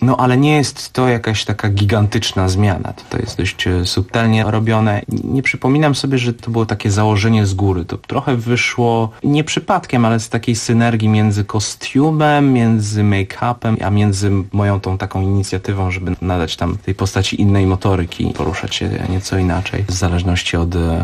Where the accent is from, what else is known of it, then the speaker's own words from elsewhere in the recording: Switzerland; first language French; Polish is a second language; Ja jestem Szwajcarem francuskojęzycznym, tak jest.